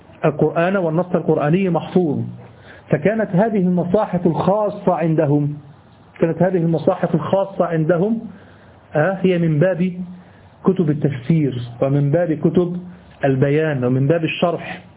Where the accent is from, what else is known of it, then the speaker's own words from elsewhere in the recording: Egypt; أما اللي بيحصل عندنا في مصر والدول العربية فهو هياج بس